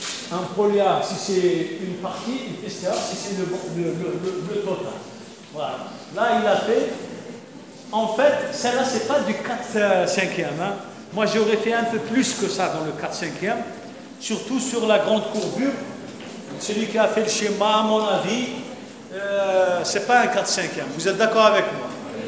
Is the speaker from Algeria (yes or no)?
yes; Algeria; Chez nous, en Algérie, il y a beaucoup plus de petites cellules.